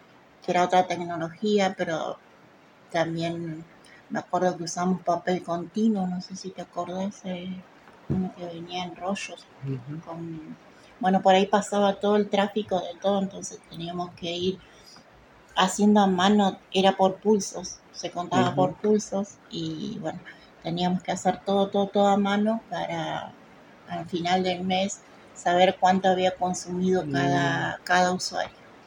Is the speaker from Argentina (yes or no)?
yes; El Hoyo, Chubut, Argentina; also born or lived in El Bolsón; Nací en Bolsón y me crié toda la vida acá en El Hoyo. Mis padres vivieron acá siempre.